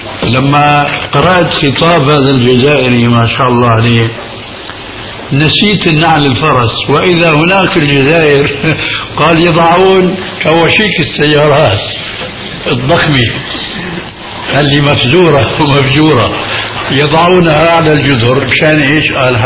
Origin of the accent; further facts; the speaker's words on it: Syria; نحن نعرف عندنا في الشام في ضلالة نجد أثرا منها في هذه البلاد أيضا